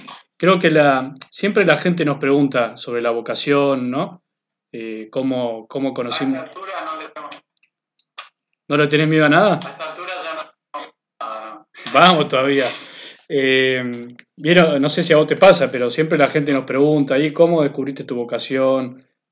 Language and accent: Spanish; Bella Vista, Buenos Aires Province, Argentina; also born or lived in San Miguel de Tucumán; ya de muy chico mis padres por trabajo se tuvieron que venir a Buenos Aires. Soy el cuarto de 7 hermanos, así que, bueno, casi que me crié acá en Buenos Aires, en la zona de Bellavista.